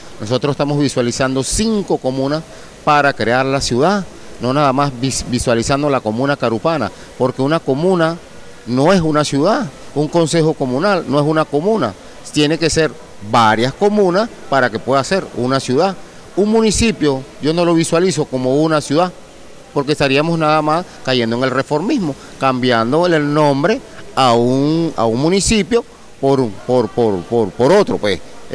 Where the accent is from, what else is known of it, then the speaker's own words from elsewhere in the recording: Venezuela; nosotros como venezolanos